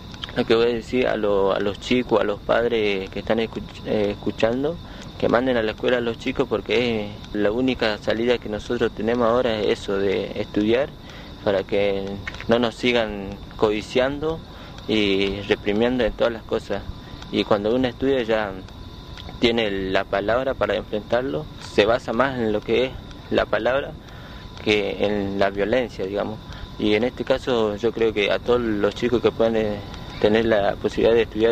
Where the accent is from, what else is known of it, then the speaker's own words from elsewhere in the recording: El Espinillo, Chaco, Argentina; soy del Espinillo. Y mi profesión es técnico de manejo en área protegida y a futuro voy a trabajar como guardaparque nacional dentro del lugar de donde yo vivo.